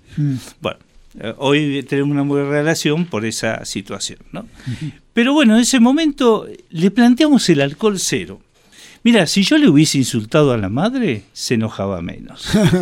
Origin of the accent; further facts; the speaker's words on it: Buenos Aires, Argentina; Yo soy porteño, pero represento a Río Negro.